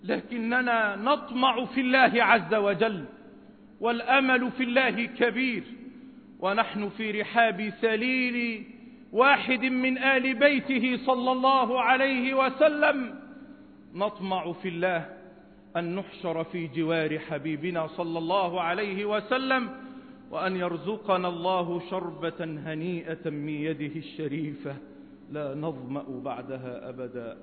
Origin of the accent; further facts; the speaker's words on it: Egypt; إننا نحب بلدنا مصر